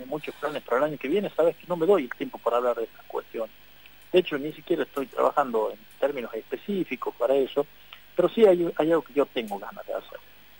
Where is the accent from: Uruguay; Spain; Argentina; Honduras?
Argentina; La Rioja; incluso yo como riojano, porque yo también soy un riojano que voto acá en La Rioja